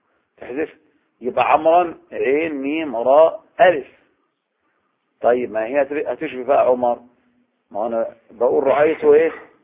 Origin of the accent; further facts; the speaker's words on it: Egypt; ولهذا اللي يجي احنا نيجي بقى نستدل على بلدنا مصر بأي آية